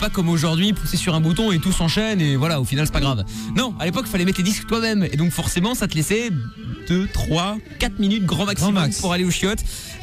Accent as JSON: {"language": "French", "country": "Belgium", "said": "Non, c'est vrai. Je suis belge. Moi, je connais que l'humour premier âge."}